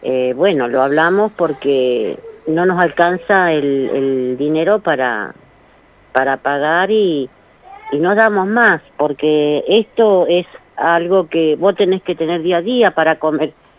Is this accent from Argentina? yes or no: yes; Formosa, Argentina; now in Monte Grande, Argentina; Vinimos como casero y de Formosa